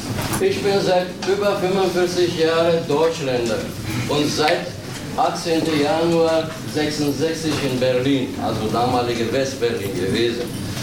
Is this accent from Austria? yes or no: no; North Macedonia; German is a second language; now in Germany; Geboren bin ich in Balkan, Jugoslawien, Makedonien. Eine Kindheit verbracht.